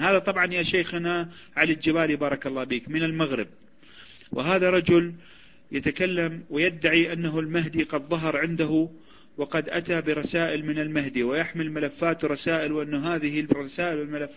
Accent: Iraq; اللي وزعوا عندنا بالعراق

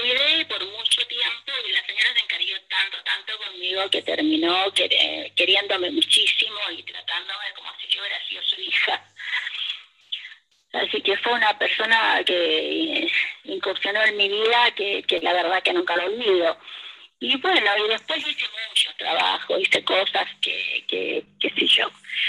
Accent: Santiago, Santiago Metropolitan Region, Chile; ellas se vinieron a Santiago, en Chile, Santiago de Chile, y me crié en Santiago de Chile.

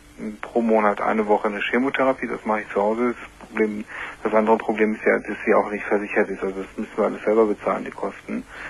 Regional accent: Iran; moved away as an adult; now in Germany; Ich lebe seit 17 Jahren in Deutschland. Ich bin Iraner, mhm, und bin zum Studium hierher gekommen

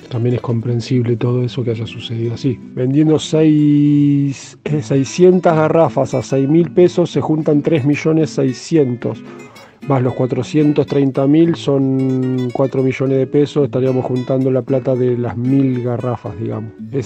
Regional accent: Santa Fe, Argentina; yo soy de la ciudad de Santa Fe capital

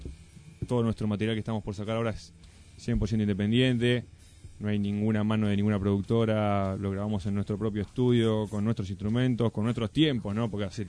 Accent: Paso del Rey, Buenos Aires Province, Argentina; Somos 2 de Paso del Rey, otros 2 chicos son de Hurlingham, ¿no?

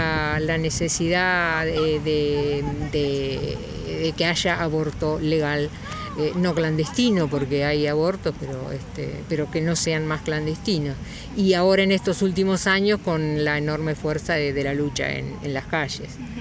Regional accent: Chivilcoy, Buenos Aires Province, Argentina; Soy de Chivilcoy.

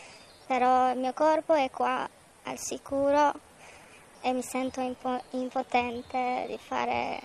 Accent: Iran; now in Italy; Io mi sento divisa in due, il mio cuore è lì, nel mio paese.

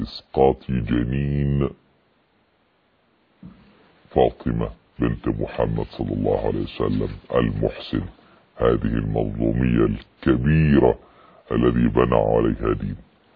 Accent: Egypt; يعني عندنا في مصر لو قلت الكلام ده يضربون بالنعال

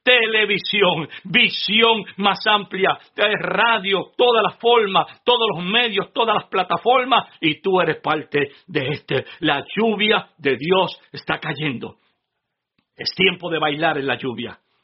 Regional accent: Adjuntas, Puerto Rico; Oh, yo recuerdo cuando niño, allá en mi pueblo natal de Adjuntas. Adjuntas es un pequeño pueblo sembrado entre medio de montañas, en el centro, casi en el centro de la isla, ahí a unos quizás 40 minutos de Ponce.

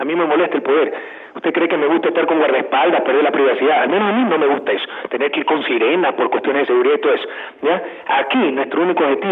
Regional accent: Guayaquil, Guayas, Ecuador; Porque nadie quiere predicar a mi ciudad natal, sería absurdo que yo como guayaquileño quiera predicar a Guayaquil.

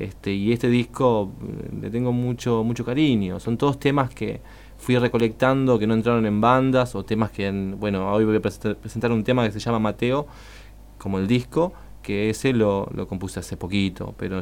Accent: Lavallol, Buenos Aires Province, Argentina; Yo soy de Lavallol

